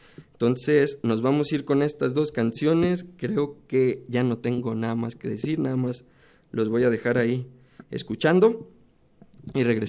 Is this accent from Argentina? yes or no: no; Mexico; O sea, pues somos mexicanos, pero pues no creo que nos haga aztecas, ¿no?